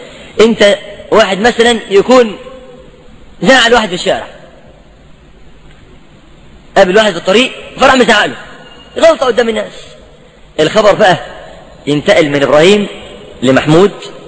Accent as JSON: {"language": "Arabic", "country": "Egypt", "said": "واحنا شعب مصري يحب يعني ايه يخلي قصه محبوكه"}